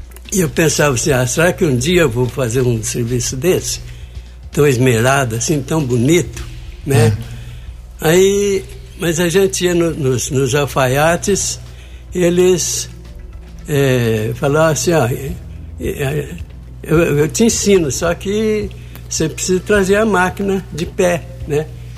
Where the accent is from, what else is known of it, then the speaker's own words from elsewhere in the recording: Alterosa, Minas Gerais, Brazil; now in Guaranésia, Brazil; Eu sou de Alterosa.